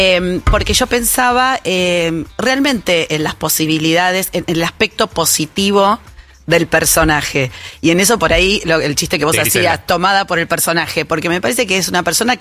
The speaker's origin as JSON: {"language": "Spanish", "region": "Buenos Aires", "country": "Argentina", "said": "No sé, somos un poco del mismo pueblo, decimos nosotras. Somos las dos de Flores."}